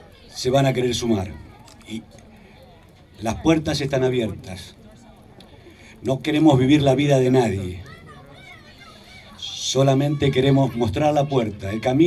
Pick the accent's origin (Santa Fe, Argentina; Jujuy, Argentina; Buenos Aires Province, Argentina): Buenos Aires Province, Argentina; José León Suárez; en un barrio, en mi barrio, La Carcoa, en mi pueblo, José León Suárez, y de acá al mundo.